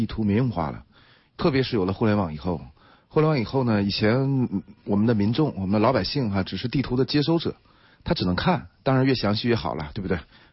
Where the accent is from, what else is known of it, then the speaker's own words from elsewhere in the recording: Dandong, Liaoning, China; now in Beijing, China; 我在北京，我找找自己的家，我老家是辽宁省丹东市